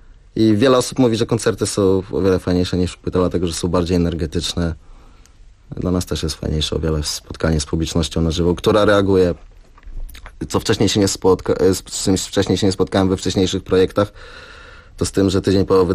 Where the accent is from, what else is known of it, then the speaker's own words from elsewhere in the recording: Olsztyn, Warmian-Masurian Voivodeship, Poland; now in Poznań, Poland; ja mieszkam w Poznaniu na co dzień i Bartek tak samo. Bartek pochodzi z Gorzowa, ja pochodzę z Olsztyna.